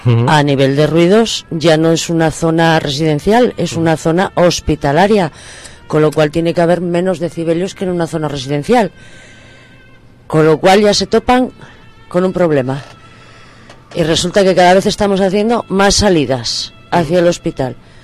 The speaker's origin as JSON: {"language": "Spanish", "region": "Asturias", "country": "Spain", "said": "yo a pesar de que no soy de Ventanilles, soy del otro lado, soy de Tatinos"}